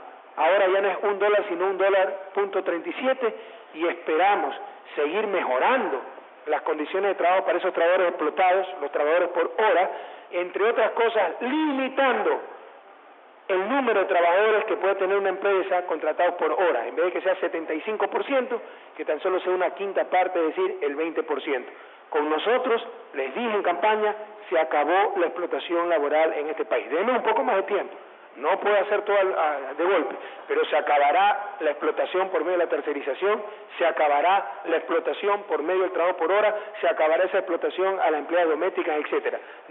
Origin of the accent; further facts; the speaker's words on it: Ecuador; me he conocido en mi país palmo a palmo, pero siempre se descubre algo nuevo. Entonces, he descubierto el arroz de Macará